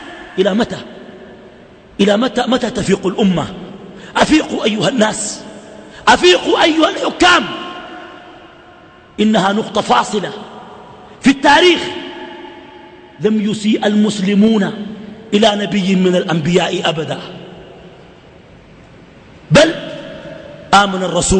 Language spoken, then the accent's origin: Arabic; Sudan; وما أظن إنه الدنمارك يكون عندها سفير عندنا في السودان